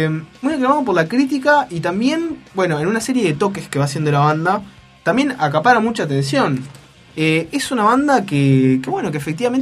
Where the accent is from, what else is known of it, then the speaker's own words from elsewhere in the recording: Uruguay; uno no puede entenderlo como uruguayo, no puede entender lo que hablan y las cosas que dicen